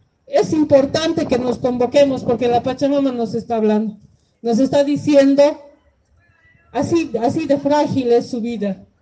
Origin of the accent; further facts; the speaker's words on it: Potosí, Bolivia; vengo desde Potosí, vengo a abrazar este encuentro